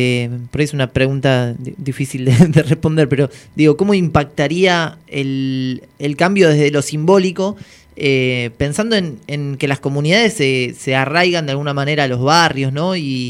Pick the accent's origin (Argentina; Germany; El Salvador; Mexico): Argentina; Buenos Aires; yo soy de Mataderos y estudié siempre en el Irurtia, en mi barrio.